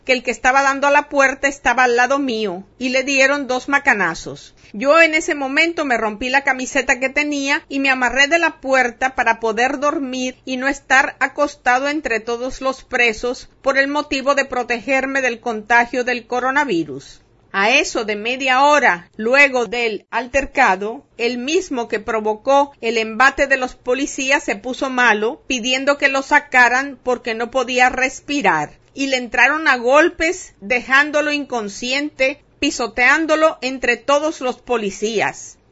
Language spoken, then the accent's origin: Spanish; Dominican Republic; Soy ciudadano dominicano, ingeniero civil de profesión